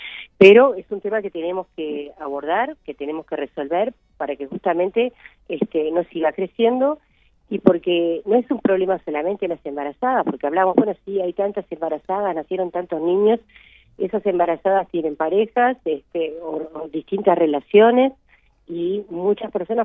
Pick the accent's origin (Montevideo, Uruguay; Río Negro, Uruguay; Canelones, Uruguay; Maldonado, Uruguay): Maldonado, Uruguay; aquí en Maldonado, los que somos de Maldonado